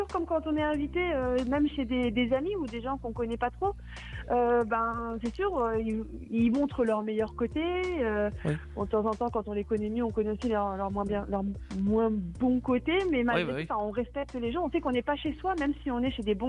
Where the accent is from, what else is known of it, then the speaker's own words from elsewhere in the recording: France; par exemple, moi je suis française, voilà.